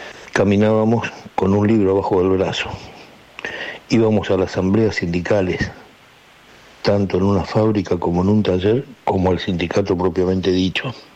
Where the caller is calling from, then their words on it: Buenos Aires, Argentina; de Saavedra. Mire, usted a veces lo dice, yo soy nacido en 1950.